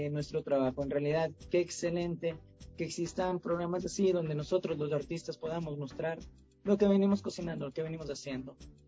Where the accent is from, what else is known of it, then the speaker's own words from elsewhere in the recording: Santo Domingo, Distrito Nacional, Dominican Republic; Te cuento, yo soy de Santo Domingo.